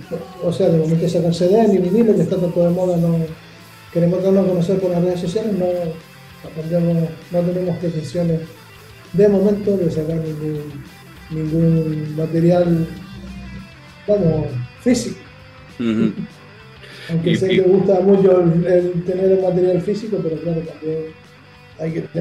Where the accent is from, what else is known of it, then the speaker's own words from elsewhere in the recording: Canary Islands, Spain; Sí, somos un grupo de Canarias y queremos reivindicar que somos de Canarias.